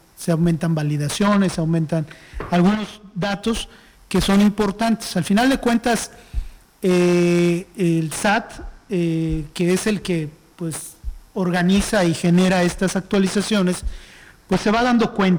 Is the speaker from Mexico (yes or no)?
yes; Mexico; Como buenos mexicanos, hasta que no sea obligación, pues no